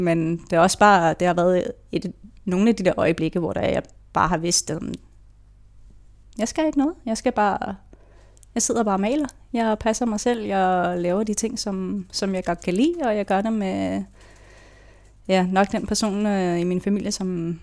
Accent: Gadstrup, Zealand, Denmark; jeg er født og opvokset i Gastrup, sådan lige i nærheden af Roskilde. Der har jeg stort set boet næsten hele mit liv. Jeg gik endda i folkeskole i den selv samme

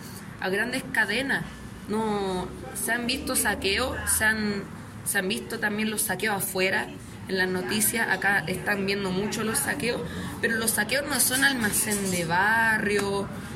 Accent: La Florida, Santiago Metropolitan Region, Chile; soy acá de la Florida, de territorios periféricos, de lo que es la ciudad de Santiago

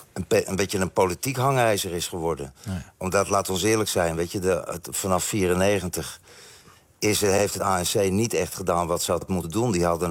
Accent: Netherlands; now in Belgium; Ik ben natuurlijk, ook al heb ik ook al een poos in België gewoond, als Nederland net wint met hockey, ik ben een Nederlander. En dat blijf ik hier ook.

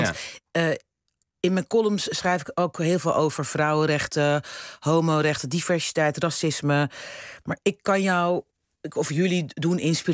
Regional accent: Rotterdam, South Holland, Netherlands; now in Amsterdam, Netherlands; Ik ben opgegroeid in Rotterdam, in een zwarte wijk. Ja. En ik woon nu in Amsterdam.

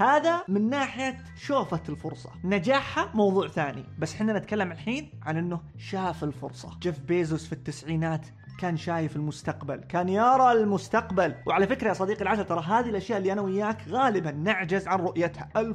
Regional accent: Saudi Arabia; إحنا عندنا في المملكة العربية السعودية، إذا ما كنت سعودي يعني، عندنا صحراء

